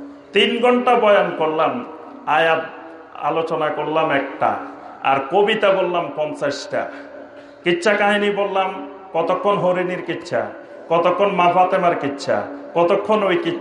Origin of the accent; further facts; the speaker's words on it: Feni, Chittagong Division, Bangladesh; আমরা নোয়াখালীর মানুষ, বৃহত্তর নোয়াখালীর মানুষ, আমরা তো আসলে ফেনীর মানুষ